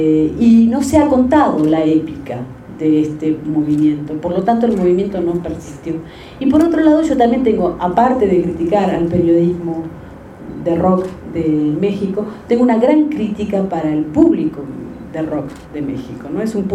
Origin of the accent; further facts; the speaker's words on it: Argentina; que chingones somos los argentinos